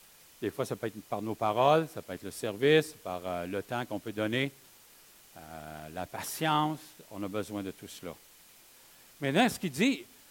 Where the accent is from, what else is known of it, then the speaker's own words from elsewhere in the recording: Quebec, Canada; Est-ce que c'est facile pour nous, en tant que Québécois, d'être soumis au gouvernement?